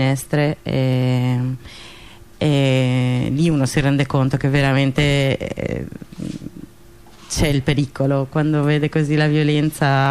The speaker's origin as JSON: {"language": "Italian", "country": "Spain", "also_born_or_lived": "Paris", "said": "Io in realtà sono spagnola, ma vengo da Parigi."}